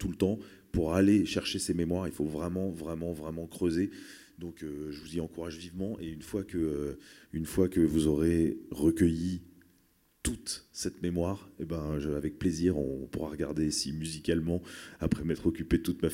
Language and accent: French; Paris, Île-de-France, France; je suis né à Paris et que jusqu'à il y a quelques mois, j'y habitais encore